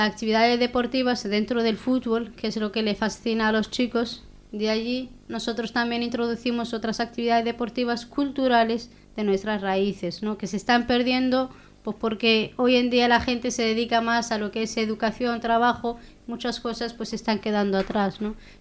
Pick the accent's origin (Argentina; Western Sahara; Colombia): Western Sahara; accent: Hassaniya; hablan muy poco el hasenía, que es nuestro dialecto.